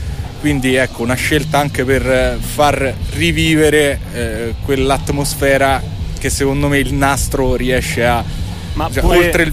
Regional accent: Lazio, Italy; Da provincia di Viterbo, quindi sì, stiamo parlando della zona della Tuscia.

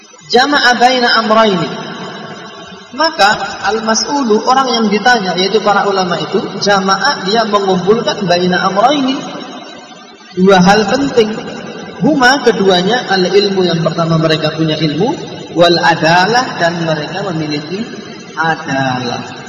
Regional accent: Java, Indonesia; Kita tidak gengsi, kita orang Jawa. Kita orang Indonesia, kita tidak gengsi.

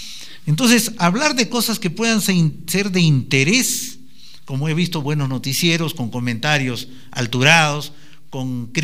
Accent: Brazil; Spanish is a second language; Yo vengo de Brasil y, oígame, no he escuchado

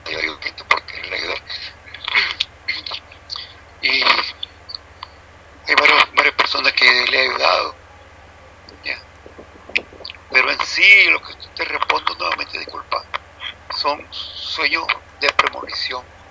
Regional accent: Nicaragua; Soy de Nicaragua.

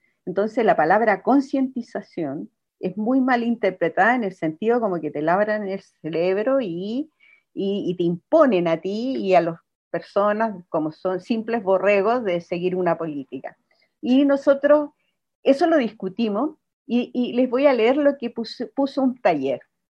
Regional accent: Chile; otros temas que nos significó nosotros como chilenos

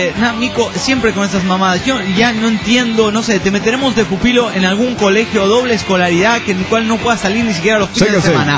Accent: Buenos Aires, Argentina; now in San Luis, Argentina; Soy la porteña que reside en San Luis, Argentina. ¿Me recuerdan?

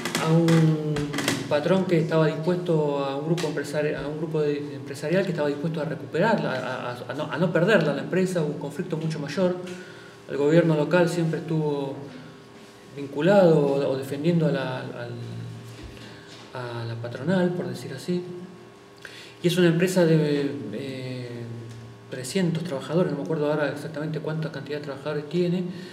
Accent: Buenos Aires, Argentina; yo soy de Buenos Aires, lo que pasa en la provincia, en la capital de Buenos Aires.

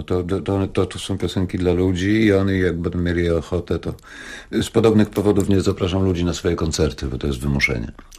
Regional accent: Wrocław, Lower Silesian Voivodeship, Poland; Urodziłem się w świetnym miejscu, bo to jest, jeżeli ktoś zna Wrocław, to sprawa jest bardzo prosta, bo to jest Plac Solny. Moim podwórkiem był rynek wrocławski

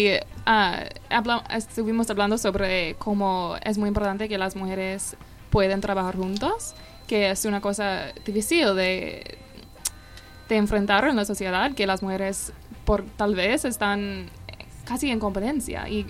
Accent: United States; now in Argentina; Sí, soy de los Estados Unidos y estoy haciendo un proyecto de investigación

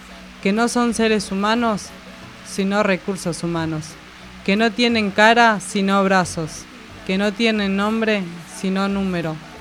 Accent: Paraguay; Somos paraguayos.

